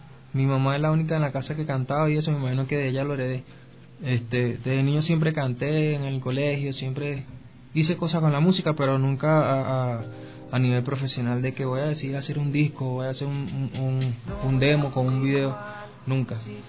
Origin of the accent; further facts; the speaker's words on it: Venezuela; crecí escuchando a … Nosotros los venezolanos escuchamos más vallenato que los mismos colombianos.